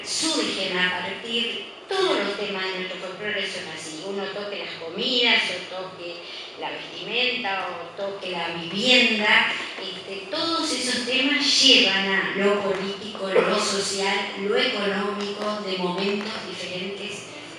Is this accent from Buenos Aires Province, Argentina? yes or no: no; Corrientes, Argentina; Yo vengo de Corrientes